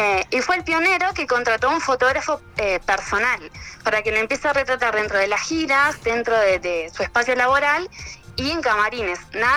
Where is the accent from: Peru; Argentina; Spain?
Argentina; soy argentina, feliz de que m